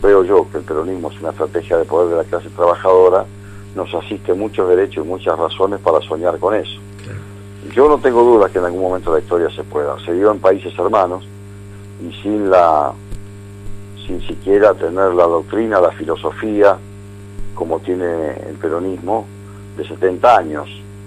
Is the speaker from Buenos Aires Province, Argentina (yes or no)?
yes; Lomas de Zamora, Buenos Aires Province, Argentina; now in La Plata, Argentina; logramos un trabajo territorial en mi ciudad natal, que es Lomas